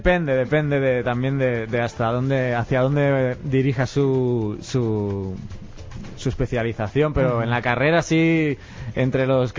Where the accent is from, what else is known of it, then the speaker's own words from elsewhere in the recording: Barcelona, Catalonia, Spain; En España, de donde vengo yo, no. Bueno, ha temblado hace poco en el sur, pero en la parte norte, donde soy yo, de Barcelona, no suele temblar